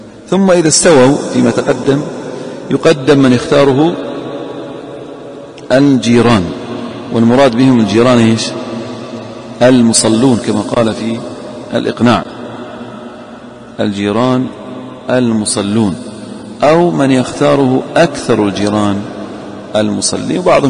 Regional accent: Eastern Province, Saudi Arabia; وعندنا في الأحساء الحنفية هناك يقيمون بأذان

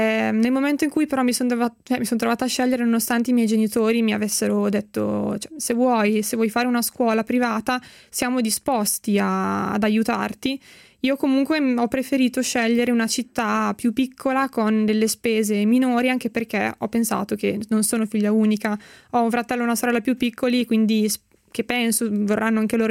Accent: Cremona, Lombardy, Italy; perché io sono di Cremona, che è una città piccola di provincia

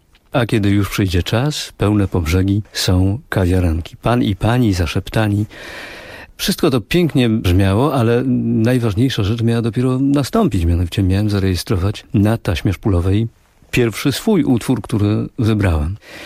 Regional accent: Silesian Voivodeship, Poland; Pochodzę z tego regionu kraju, gdzie w tym dniu, w Wigilię Bożego Narodzenia, otrzymywało się prezenty i te prezenty w naszym regionie, na Górnym Śląsku, przynosiło dzieciątko.

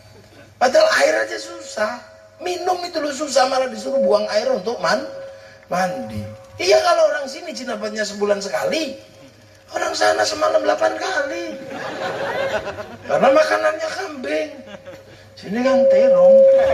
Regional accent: Indonesia; kita ini orang Indo.

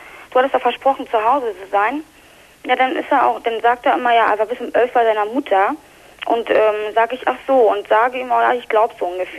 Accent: Berlin, Germany; now in Dortmund, Germany; Ich schätze das mal auch, weil ich komme aus Berlin

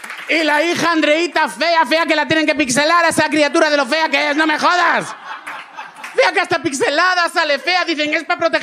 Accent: Madrid, Community of Madrid, Spain; soy aquí de Madrid, soy gay

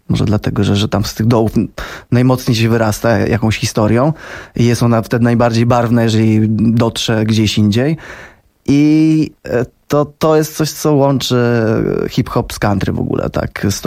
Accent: Ostrowiec Świętokrzyski, Świętokrzyskie Voivodeship, Poland; Z Ostrowca Świętokrzyskiego, że się przepucuję tam.

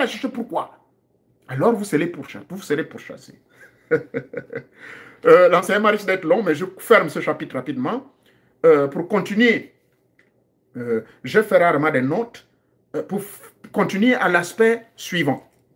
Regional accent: Gabon; ça se passe même chez moi au Gabon

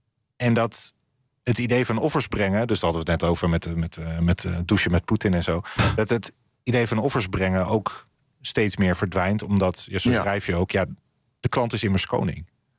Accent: Netherlands; dat we in Nederland wel specifiek heel snel iets hebben van, waar bemoei je je mee?

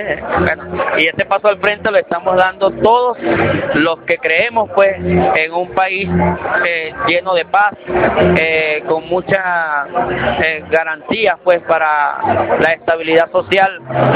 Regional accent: Falcón, Venezuela; nosotros pues acá, que venimos de la tierra de … de esa tierra falconiana

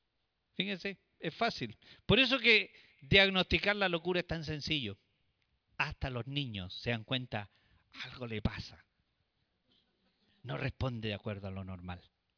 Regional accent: Chile; nosotros también como chilenos estamos afectados por este tipo de tragedias

